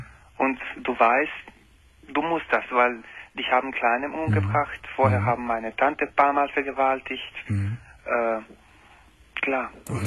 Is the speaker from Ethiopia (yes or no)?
no; Croatia; Ich komme aus Kroatien, Ex-Jugoslawien.